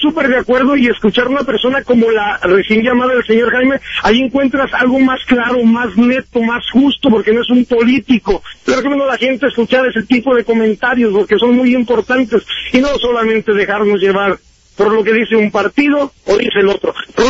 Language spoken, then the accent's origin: Spanish; Mexico; independientemente de la nación de la que vengamos, yo como mexicano voy muy de acuerdo con la llamada anterior